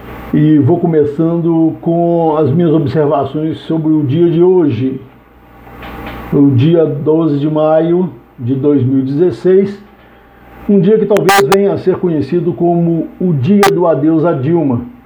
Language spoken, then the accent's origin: Portuguese; Minas Gerais, Brazil; Sou mineiro daquela escola que diz mineração e eleição só depois da apuração.